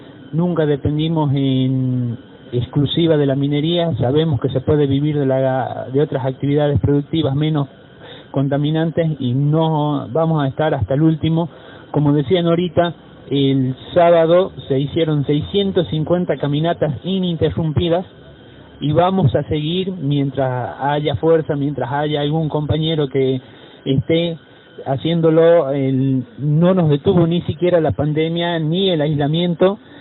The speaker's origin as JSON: {"language": "Spanish", "town": "Andalgalá", "region": "Catamarca", "country": "Argentina", "said": "Soy de Andalgalá, Catamarca."}